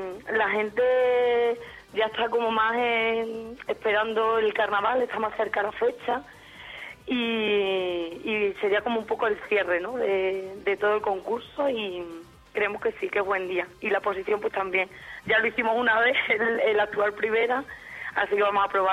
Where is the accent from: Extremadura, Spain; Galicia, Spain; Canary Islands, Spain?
Extremadura, Spain; todos somos extremeños, ¿no?